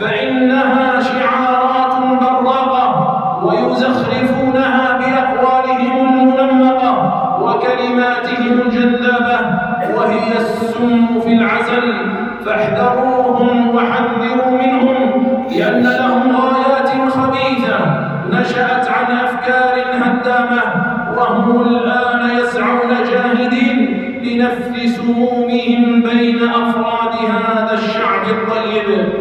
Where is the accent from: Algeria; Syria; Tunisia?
Algeria; نراها تستغل أوضاع بلادنا الجزائر